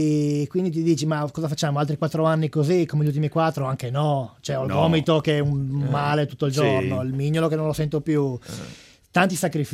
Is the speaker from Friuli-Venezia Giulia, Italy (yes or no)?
yes; Friuli-Venezia Giulia, Italy; Coltivata vigna, ovviamente, sono friulano